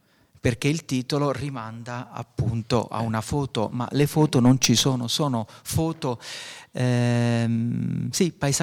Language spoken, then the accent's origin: Italian; Abruzzo, Italy; moved away as an adult; now in Alto Adige, Italy; sono abruzzese, sono qui da 22 anni.